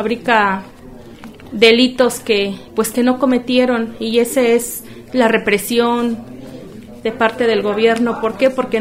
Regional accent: San Pedro Tlanisco, State of Mexico, Mexico; Nosotros venimos del Estado de México, del pueblo indígena de San Pedro Tlanisco, municipio de Tenango del Valle.

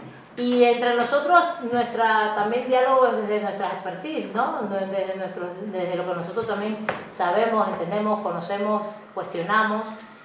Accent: Mexico City, Mexico; los que somos de la Chilanga Banda

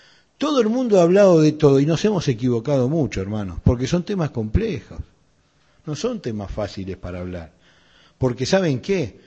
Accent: Buenos Aires, Argentina; yo de chico en Pompeya

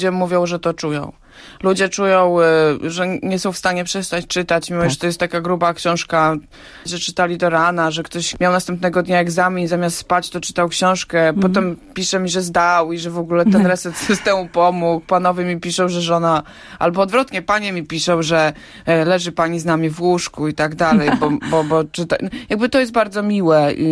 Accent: Hajnówka, Podlaskie Voivodeship, Poland; also born or lived in Białystok; Urodziłam się w Białymstoku, ale rzeczywiście dorastałam w Hajnówce i łączy mnie z Hajnówką nie tylko cała, że tak powiem, spuścizna, historia tego miejsca i ta multikulturowość i ta wielobarwność etnograficzna, ale też przede wszystkim korzenie.

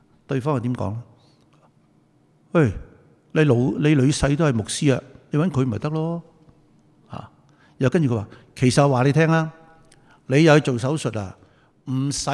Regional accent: Guangdong, China; 我哋广东人话你系咁先啦

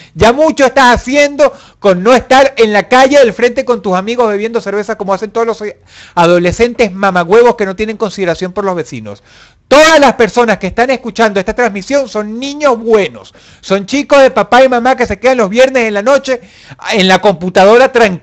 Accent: Caracas, Venezuela; Caracas, la ciudad de donde yo nací en Baruta. En una clínica de la que no quiero acordarme. Y viví hasta los 25 años en la urbanización Miranda.

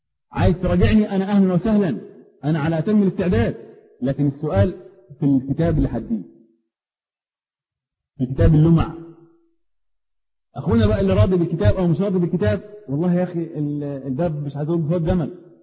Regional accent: Upper Egypt, Egypt; انا راجل صعيدي معذرة جاي من اخر الخط.

